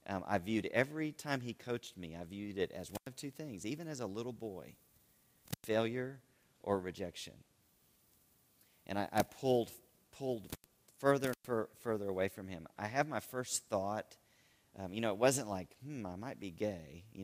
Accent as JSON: {"language": "English", "town": "Austin", "region": "Texas", "country": "United States", "tie": "born or raised there", "said": "I'm in a Christian school here in Texas. I grew up in Austin primarily."}